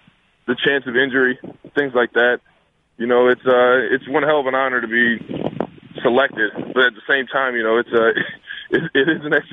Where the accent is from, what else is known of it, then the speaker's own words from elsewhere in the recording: Cleveland, Ohio, United States; I mean, I'm from Cleveland, so I kind of peek at everything that goes on out there